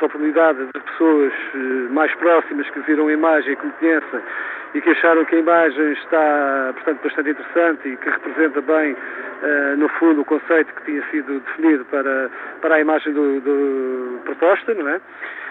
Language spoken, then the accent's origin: Portuguese; Oliveira do Hospital, Coimbra, Portugal; sou de Oliveira do Hospital e fiquei bastante contente por ser convidado a participar